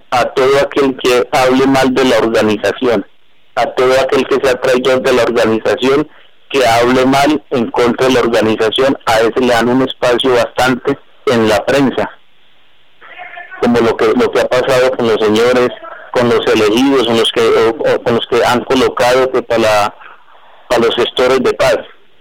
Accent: Colombia; el sentimiento de nosotros como colombianos

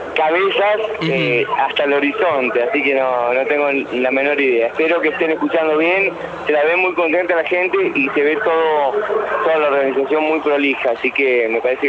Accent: Argentina; los que te hacen sentir orgulloso que sos argentinos

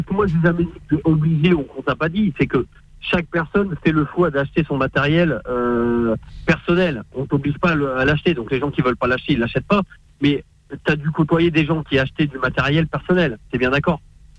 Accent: Sancergues, Centre-Val de Loire, France; Alors moi, à la base, je suis de Sancergue, dans le 18.

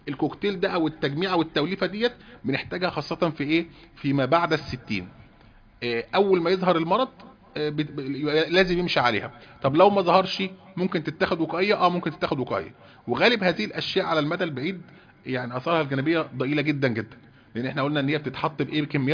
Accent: Egypt; هو دوت برضه منتشر جدا عندنا في مصر

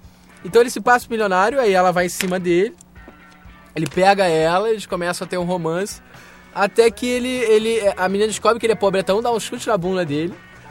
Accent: Rio de Janeiro, Brazil; now in São Paulo, Brazil; Eu sou do Rio

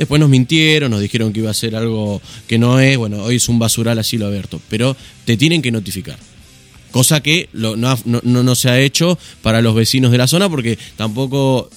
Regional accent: Punta Lara, Buenos Aires Province, Argentina; Como ustedes saben, yo soy de Punta Lara

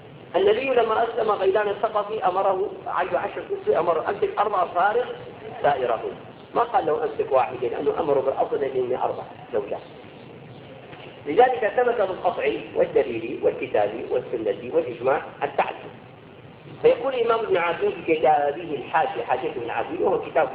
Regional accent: Syria; نسبة العنوسة عندنا في سوريا

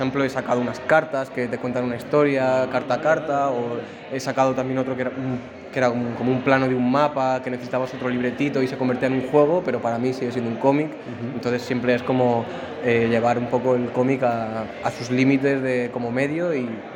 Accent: Madrid, Community of Madrid, Spain; moved away as an adult; now in Barcelona, Spain; yo soy de aquí de Madrid, pero me fui a vivir a Barcelona hace un año y pico.

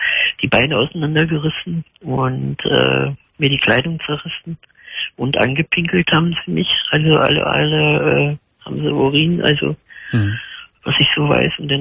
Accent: Bocholt, North Rhine-Westphalia, Germany; now in Berlin, Germany; Ich komme ja aus Bocholt unten, aber jetzt wohne in Berlin seit 71

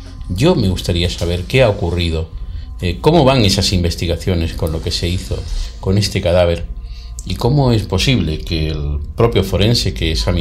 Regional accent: Spain; Ya va siendo hora, los españoles ya somos mayorcitos y tenemos que saber la verdad de todo.

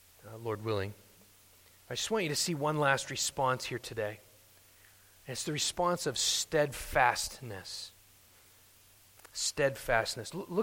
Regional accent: United States; Of course, I'm saying those things as an American.

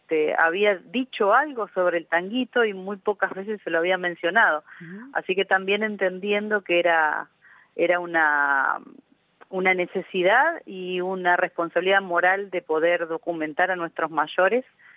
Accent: Entre Ríos, Argentina; also born or lived in Campana; Entrerriana, nacida en Campana, sí.

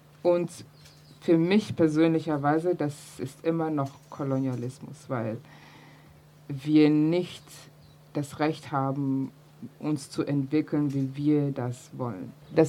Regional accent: East Germany, Germany; weil wir sind ja mit Antikapitalismus aufgewachsen hier in der DDR.

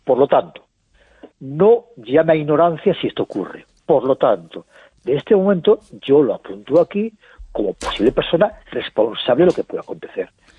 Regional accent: Spain; Yo creo que debemos estar muy orgullosos de cómo actuamos como colectivo, como españoles.

